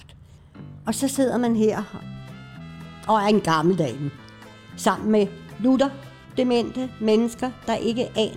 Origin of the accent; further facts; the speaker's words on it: Copenhagen, Capital Region of Denmark, Denmark; born there; Ja, jeg er født på Islands Brygge, i noget, der hedder Grundlyksgade nummer 7